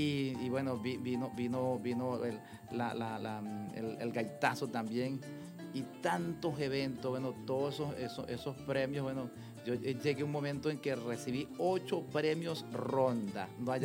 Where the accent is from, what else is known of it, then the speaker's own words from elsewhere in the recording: Santa Rosa, Barinas, Venezuela; vengo de Santa Rosa de Barinas